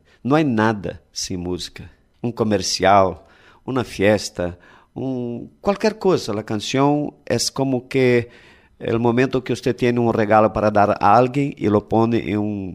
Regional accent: Rio de Janeiro, Brazil; Spanish is a second language; yo vengo de Río de Janeiro, Brasil, y aquí tengo un placer muy grande de hablar con ustedes

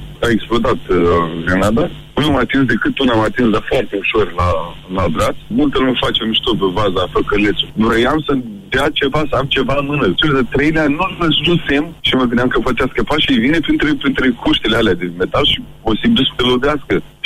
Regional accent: Iași, Iași County, Romania; Eu sunt din Iași.

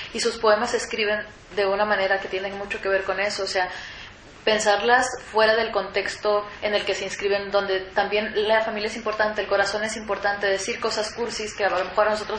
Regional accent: Mexico; yo soy mexicana, soy fronteriza

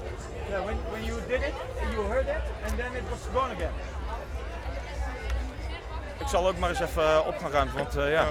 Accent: Gelderland, Netherlands; Wij komen uit de buurt van Nijmegen.

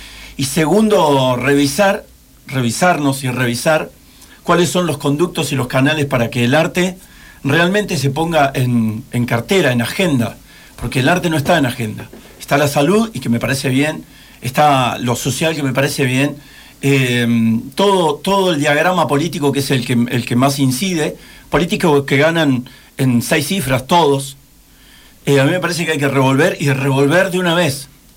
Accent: Mar del Plata, Buenos Aires Province, Argentina; me gustaría que no tuviéramos como argentinos que pensar, ni como marplatense, por supuesto, que pensar

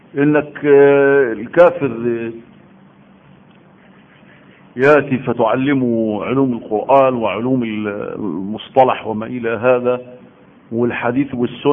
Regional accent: Egypt; اكبر علم عندنا في مصر

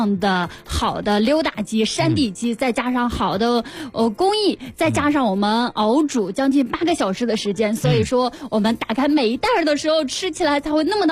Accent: Beijing, China; 咱们北京人吃德州扒鸡比较多，因为离咱们比较近嘛，也就一两百公里的路程。

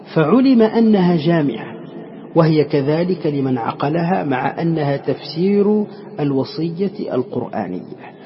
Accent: Morocco; ونحن عندنا في المغرب يعني العربي وفي تونس خاصة

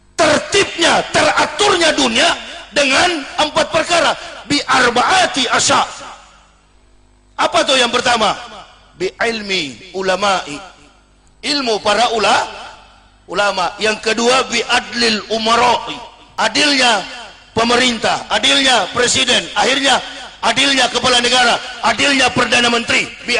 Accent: Manado, North Sulawesi, Indonesia; Manado itu Sulawesi Utara, saya orang Manado.

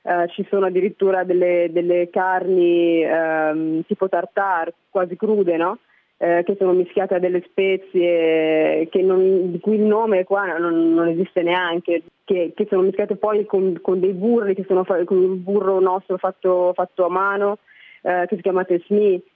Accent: Milan, Lombardy, Italy; Io sono cresciuta a Milano, in Italia

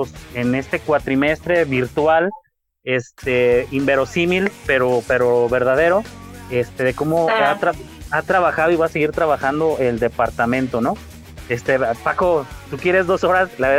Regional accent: Mexico; hay que reírnos, somos mexicanos y nos reímos de todo. Parte de nuestra naturaleza.

